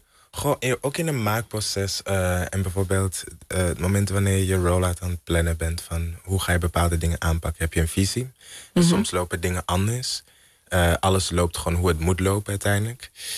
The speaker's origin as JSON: {"language": "Dutch", "country": "Belgium", "tie": "born or raised there", "said": "ik ben in België opgegroeid."}